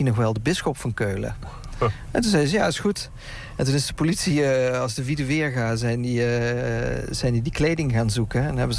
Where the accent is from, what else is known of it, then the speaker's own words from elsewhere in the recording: Limburg, Netherlands; We komen uit Limburg.